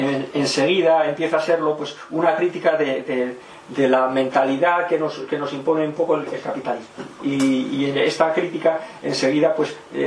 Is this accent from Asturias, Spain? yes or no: yes; Gijón, Asturias, Spain; born there; Bueno, nací en Gijón en 1956